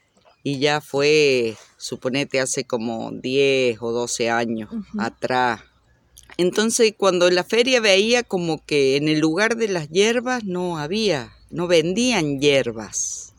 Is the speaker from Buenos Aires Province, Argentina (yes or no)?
no; Luyaba, Córdoba, Argentina; Yo soy de Luyaba de toda la vida.